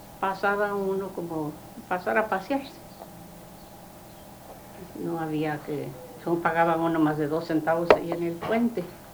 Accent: Gómez Palacio, Durango, Mexico; born there; Gómez Palacio. Del estado de Durango.

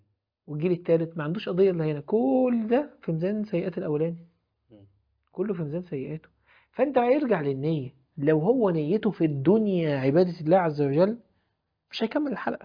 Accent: Egypt; واحنا بقى مصريين يعدوا من جنبه

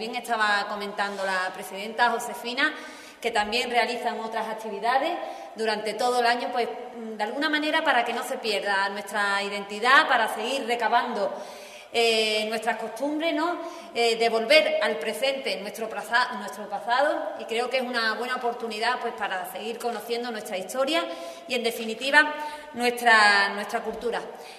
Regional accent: Prado del Rey, Andalusia, Spain; yo que soy de Prado del Rey, del pueblo vecino

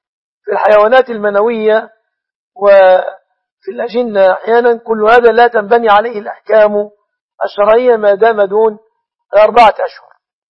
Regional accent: Egypt; تقدير دية النصراني في بلادنا مصر بكم تعد من الجنيات

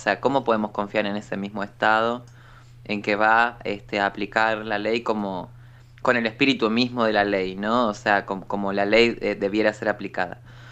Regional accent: La Plata, Buenos Aires Province, Argentina; now in Buenos Aires, Argentina; Ahora vivo en Capital Federal, pero soy de La Plata.

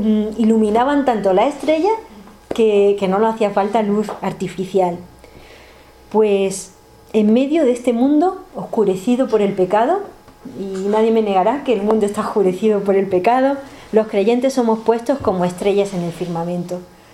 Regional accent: Jaén, Andalusia, Spain; Me acuerdo, yo soy de Jaén, que allí hay una sierra

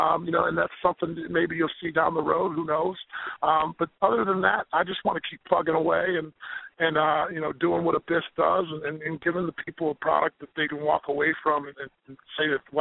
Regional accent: United States; I'm an American kid that got brought up on football and baseball here.

